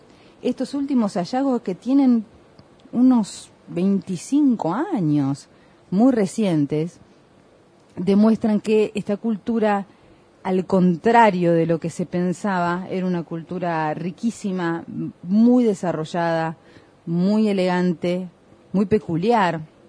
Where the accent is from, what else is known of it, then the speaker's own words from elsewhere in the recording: Peru; Tú ves que yo soy del norte del Perú, una hora de Lima, aproximadamente.